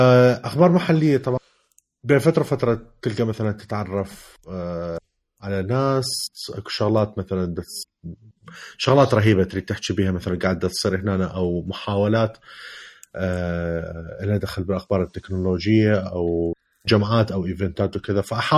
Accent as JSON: {"language": "Arabic", "country": "Iraq", "said": "كعراقية كلية لدى حسة شوية نسبيا ضعيفة"}